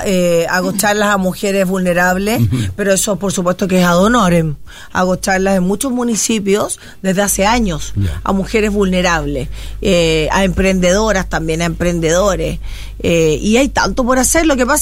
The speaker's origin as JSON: {"language": "Spanish", "town": "Viña del Mar", "region": "Valparaíso", "country": "Chile", "tie": "born or raised there", "said": "yo soy nacida y criada en la Quinta Región. Nací en Viña del Mar, pero también viví no solamente en Viña, también viví en Valparaíso."}